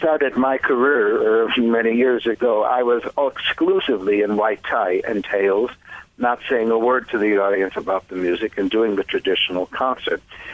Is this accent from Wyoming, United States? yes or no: no; Chicago, Illinois, United States; accent: Chicago; I even give them in London, England, despite my Chicago accent.